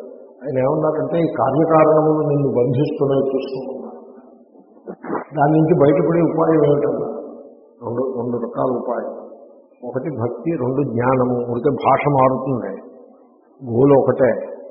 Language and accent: Telugu; Rajahmundry, Andhra Pradesh, India; మా చిన్నప్పుడు రైలు, రాజమండ్రిలో రైలు, రైలు అప్పుడు మొదటిసారి చూసాం